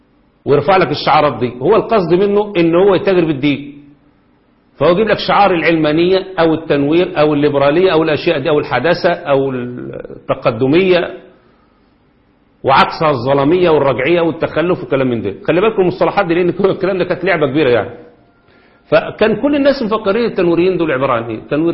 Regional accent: Egypt; وهم اللي ماسكين الاعلام عندنا في مصر

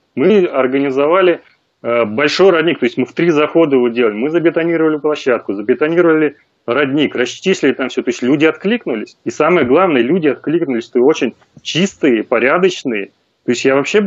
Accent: Moscow, Russia; мы вот жили в Подмосковье, сам я из Москвы.

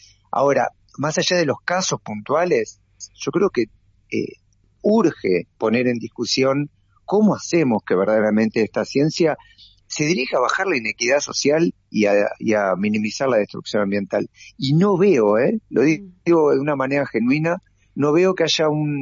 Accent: Buenos Aires, Argentina; yo, que quiero a Buenos Aires, pues soy porteño y porque viví acá y nací acá

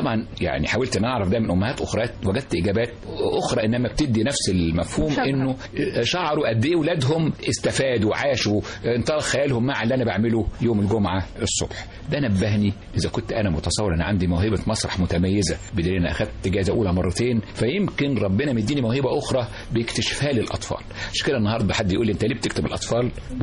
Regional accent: Cairo, Cairo Governorate, Egypt; born there; وطبعا جدي وجدتي الوالدتي الحقيقة كانوا في قرية جزيرة شارونة في المنيا في مغاغة. أنا اتولدت في القاهرة إنما كنت بروح أزورهم كل صيف شهر شهرين ثلاث شهور

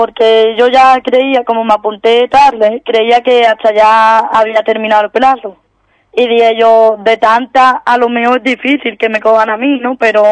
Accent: Ubrique, Andalusia, Spain; a Ubrique, porque mi pueblo lo quiero llevar yo arriba como pueda

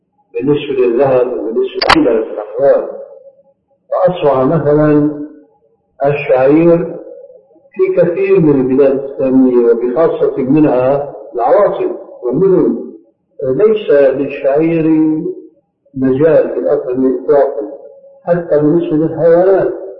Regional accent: Syria; في القرى يمكن موجود هذا عندكم موجود عندنا في سوريا لكن هذا في القرى

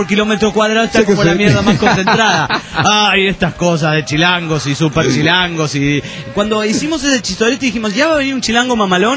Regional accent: Pereira, Risaralda, Colombia; Soy colombiano, de la ciudad de Pereira.

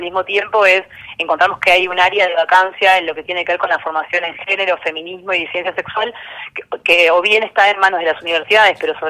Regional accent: Buenos Aires, Argentina; Igual quería hacer una aclaración, que soy de Buenos Aires.

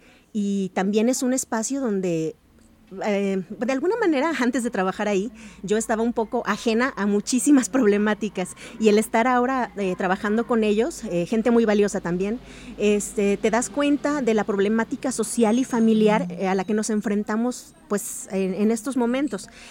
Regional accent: Chihuahua, Mexico; now in Guadalajara, Mexico; Yo soy chihuahuense, con mucho orgullo, una tierra muy bonita, pero estoy tan enamorada de Guadalajara que yo ya soy tapatía por adopción hecha y derecha.

